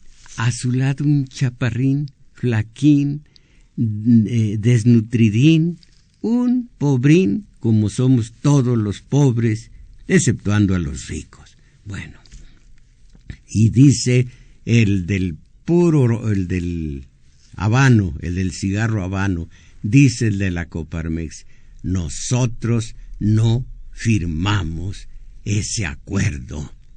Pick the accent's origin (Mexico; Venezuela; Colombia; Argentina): Mexico; como soberanos que somos los mexicanos